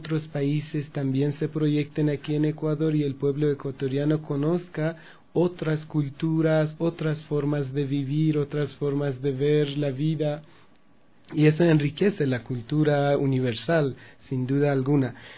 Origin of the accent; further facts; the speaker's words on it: Iran; Spanish is a second language; en mi país, en las carteleras de cine, 90% de las películas que la gente va a ver y le interesa son películas nacionales, iraníes.